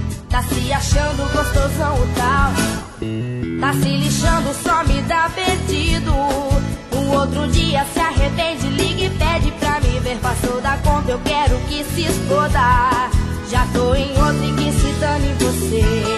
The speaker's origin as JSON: {"language": "Portuguese", "town": "Santa Bárbara d'Oeste", "region": "São Paulo", "country": "Brazil", "tie": "born or raised there", "also_born_or_lived": "Americana", "said": "Faz tempo já, eu nasci americana, mas sempre morei em Santa Bárbara."}